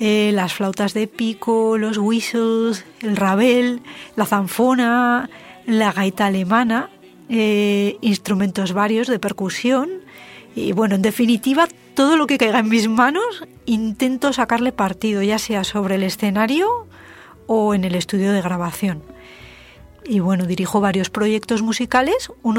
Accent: Pamplona, Navarre, Spain; Soy de Pamplona

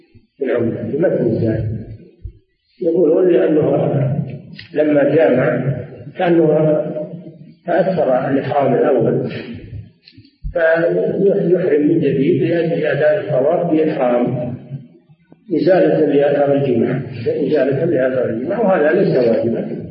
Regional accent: Riyadh, Riyadh Province, Saudi Arabia; نزل على بلدنا الرياض ولم ينزل على البلاد الأخرى

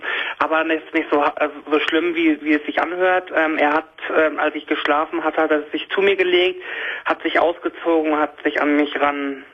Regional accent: Schleswig-Holstein, Germany; Ich komme eigentlich aus Schleswig-Holstein, deswegen finde ich deine Radiosendung nicht.

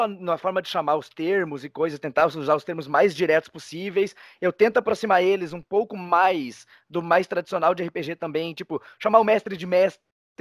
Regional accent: Cascavel, Paraná, Brazil; Eu sou de Cascavel, Paraná.

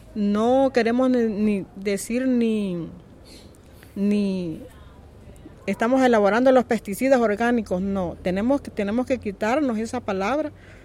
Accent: Tonacatepeque, San Salvador, El Salvador; Soy del municipio de Tonacatepeque y ahí tenemos una parcela toda trabajada orgánicamente.

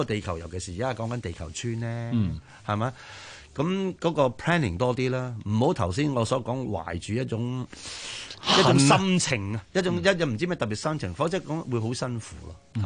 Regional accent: China; 我會講我係中國人咯

